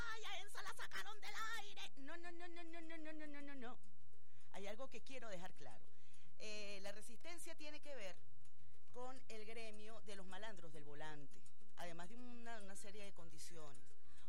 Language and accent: Spanish; Venezuela; yo como profesional, como venezolana, incluso este espacio radial, La Ventana, debe adaptarse a los nuevos tiempos.